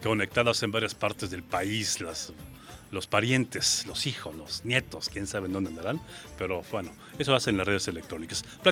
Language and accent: Spanish; Pénjamo, Guanajuato, Mexico; Yo soy de Pénjamo, Guanajuato, ¿sabías? Soy norteño, pero del norte de Guanajuato, les digo.